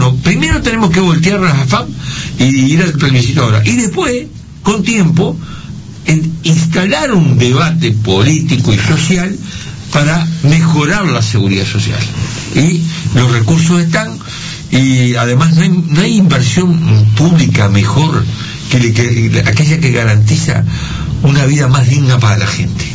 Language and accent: Spanish; Uruguay; vos sos el Estado uruguayo, somos nosotros